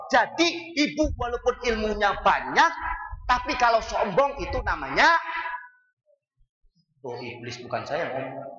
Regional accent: Cirebon, West Java, Indonesia; kita orang Cirebon

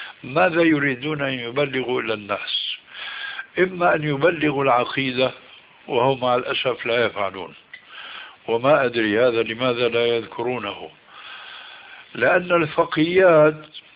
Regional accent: Syria; كل واحد كما يقولون عندنا في الشام

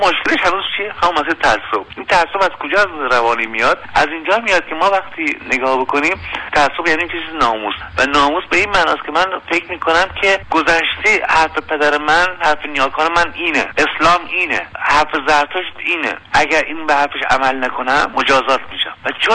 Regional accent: Iran; ما یه هویت باز داریم، ما ایرانی هستیم

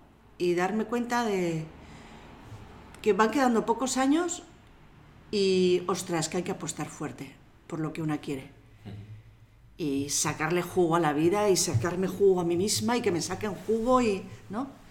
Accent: Errenteria, Basque Country, Spain; Bueno, pues yo nací en Rentería, yo soy de Rentería

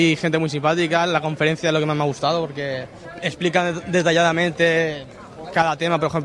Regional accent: Alicante, Valencian Community, Spain; De aquí, Alicante.

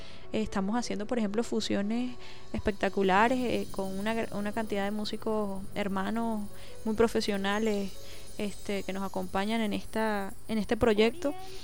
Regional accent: Cumanacoa, Sucre, Venezuela; also born or lived in Margarita Island; Yo estando en Cumanacoa, en mi pueblo, como te digo, adoro muchísimo, crecí allá, fui me mudé a la isla de Margarita. Entonces, como que siempre estuve buscando espacios. De Cumanacoa fui a Cumaná, que era la capital.

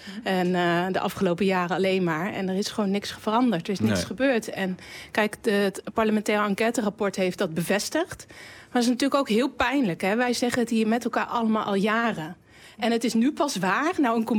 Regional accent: Groningen, Netherlands; Kijk, wij zijn ook Groningers. We zijn heel optimistisch.

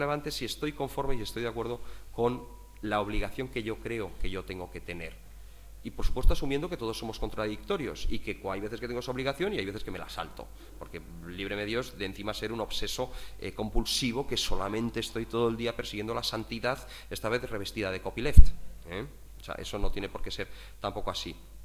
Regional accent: Madrid, Community of Madrid, Spain; born there; Si llego a nacer 1.500 kilómetros al sur, estoy jodido. Yo nací en Madrid.

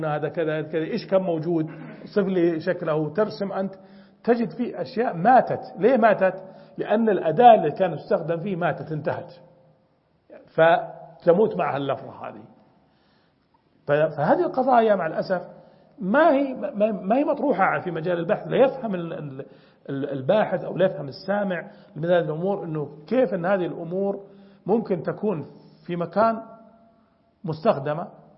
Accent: Najd, Saudi Arabia; نحن أنا من نجد ولي زملاء من الجنوب

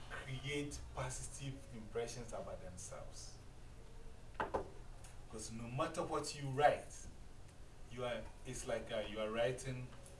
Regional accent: Ghana; So if I go with you to Ghana, uh-huh. In my village, the village people are not going to call me

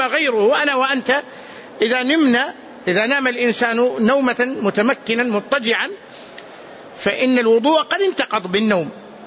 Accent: Medina, Medina Province, Saudi Arabia; أذكر مرة وأنا صغير هنا في باب المجيدي

